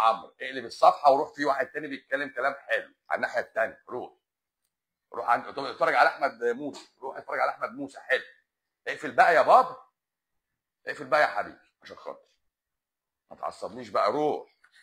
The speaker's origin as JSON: {"language": "Arabic", "country": "Lebanon", "said": "لا انا لبناني. انا في لبنان، انا بكلمك من لبنان شخصيا."}